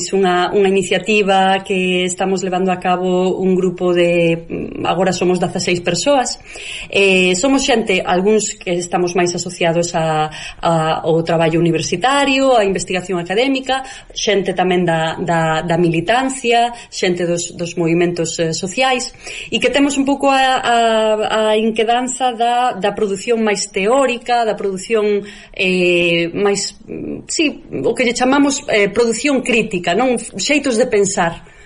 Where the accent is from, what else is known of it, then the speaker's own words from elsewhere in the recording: Galicia, Spain; Esa idea de como somos os galegos, non?